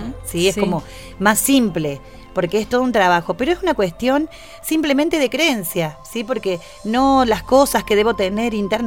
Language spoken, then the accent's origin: Spanish; Córdoba, Argentina; soy de Córdoba Capital